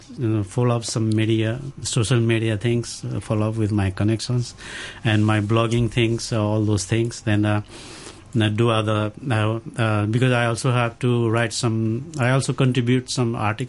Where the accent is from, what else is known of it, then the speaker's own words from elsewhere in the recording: Pokhara, Gandaki Province, Nepal; It's Pokhara.